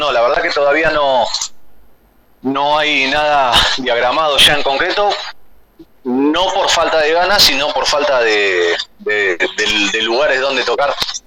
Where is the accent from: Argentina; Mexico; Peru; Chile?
Argentina; Buenos Aires; nosotros somos de Capital Federal, pero estamos ahí pegaditos a la zona oeste de Provincia de Buenos Aires, ¿viste?